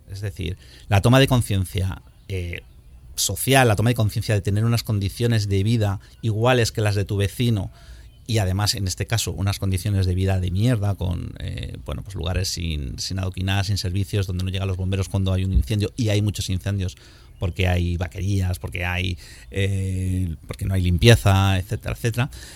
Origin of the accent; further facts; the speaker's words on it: Madrid, Community of Madrid, Spain; por hacernos una idea los que somos de Madrid puede ser Lavapiés y Malasaña y Chueca